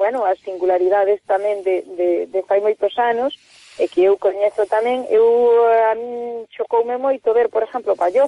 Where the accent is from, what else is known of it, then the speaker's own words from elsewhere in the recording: Galicia, Spain; aquilo que nos identifica a nós como galegos